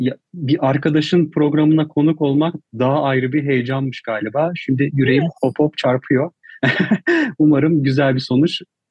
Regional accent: Eskişehir, Turkey; Eskişehirliyim. Üniversite hayatıma kadar kısım Eskişehir'de geçti. Ve hala orayla bağlantılıyım.

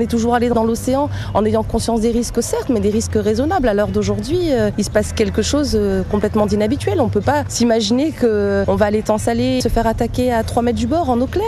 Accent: Réunion, France; Moi, je suis réunionnaise, je suis usagée de la mer

